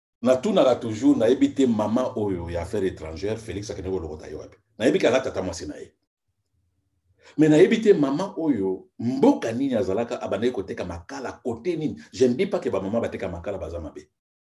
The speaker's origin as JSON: {"language": "French", "country": "DR Congo", "said": "Bon, moi, je suis Congolais"}